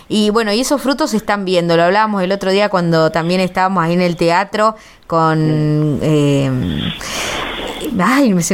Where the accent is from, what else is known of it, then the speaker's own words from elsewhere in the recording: Córdoba, Argentina; los que venimos medios de Córdoba, ahí, que estamos acostumbrados a las peñas y vinimos acá y no había.